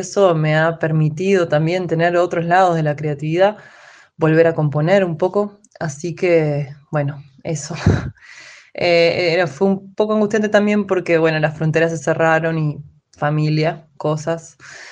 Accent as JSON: {"language": "Spanish", "region": "Montevideo", "country": "Uruguay", "lives_now": "Rosario, Argentina", "said": "soy cantautora, vivo en Rosario, pero soy de Montevideo, Uruguay."}